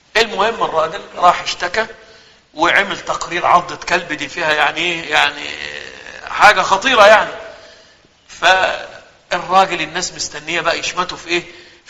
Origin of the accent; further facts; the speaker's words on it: Egypt; عندنا في مصر ما أعرفش عنده الكلام ده اسمها قائمة الأساس أو المنقولات